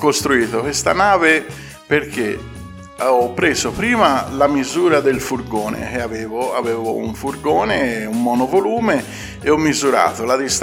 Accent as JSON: {"language": "Italian", "town": "Ambra", "region": "Tuscany", "country": "Italy", "said": "noi che siamo di Ambra"}